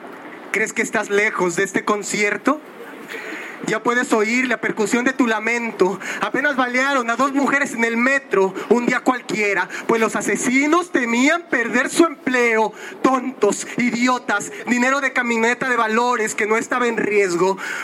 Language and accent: Spanish; Ecatepec, State of Mexico, Mexico; El Estado de México y el municipio de donde yo vengo, Ecatepec, es el número uno en homicidios de mujeres